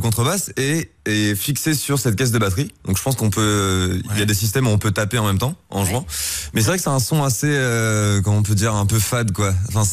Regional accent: Crouy-sur-Ourcq, Île-de-France, France; Je viens de Crouy-sur-Ourcq, un petit village de Seine-et-Marne, tout à l'est de Paris.

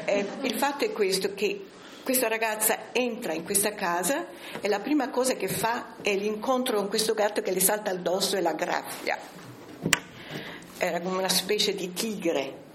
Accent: Sicily, Italy; born there; Siccome sono nata in Sicilia, sono siciliana, certo sono siciliana

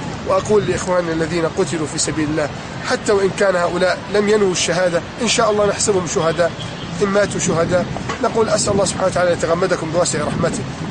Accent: Egypt; وحفظ الله بلدي مصر

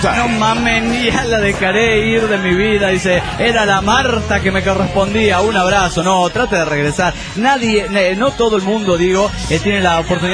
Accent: Asunción, Paraguay; de Asunción.

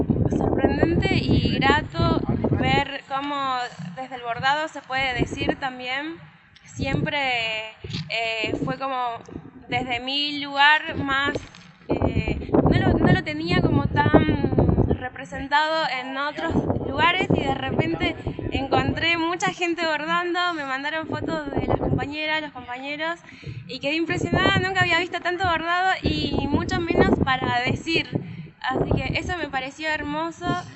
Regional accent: Tucumán, Argentina; now in La Plata, Argentina; soy de Tucumán y vivo en La Plata hace 2 años.

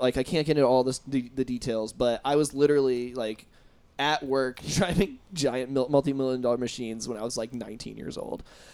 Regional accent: Indiana, United States; That happened to me, people. I'm from Indiana.

